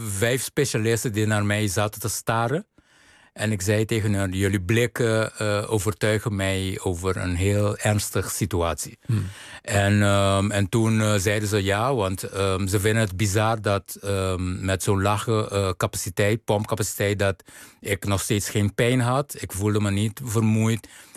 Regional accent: Curaçao; ik ben op Curaçao geboren, opgegroeid.

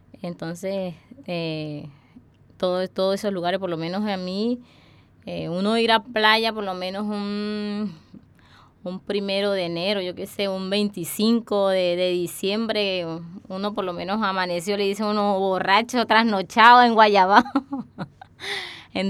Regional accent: Guamal, Magdalena, Colombia; born there; Yo nací en Guamal, Magdalena, en Colombia. En un pueblo de la costa norte de Colombia, por donde pasa el río Magdalena y está, la verdad, es una zona de clima cálido.

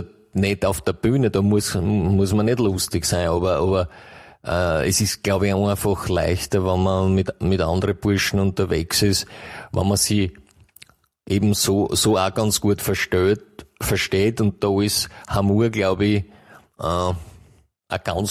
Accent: Botendorf, Austria; Ich bin aus Botendorf.

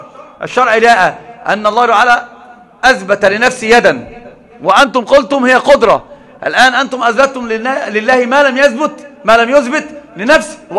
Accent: Egypt; هو رجل كان في الإمارات فقال لي أنت منين؟ من مصر.

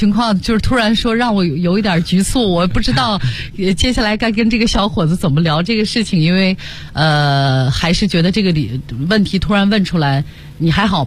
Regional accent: Shanxi, China; 你知道作为山西人那种本质上的节俭啊

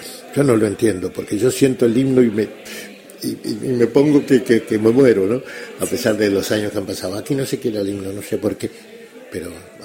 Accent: Uruguay; now in Spain; yo lógicamente soy más español que uruguayo, ¿no? Aunque siempre tenés arraigado eso

